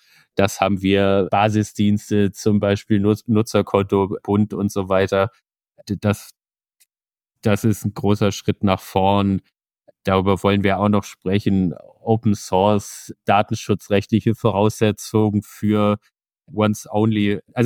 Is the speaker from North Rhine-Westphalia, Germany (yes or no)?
no; Sigmaringen, Baden-Württemberg, Germany; Ich bin 32, seit 2,5 Jahren im Bundestag. Ich komme ganz aus dem Süden in Deutschland, aus Baden-Württemberg, Sigmaringen, um genau zu sein.